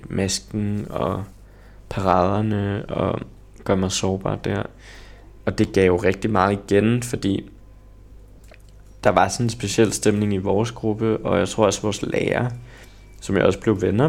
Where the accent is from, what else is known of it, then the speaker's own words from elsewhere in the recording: Copenhagen, Capital Region of Denmark, Denmark; Så jeg voksede op på Østerbro. Og der har jeg gået i folkeskole i 10 år.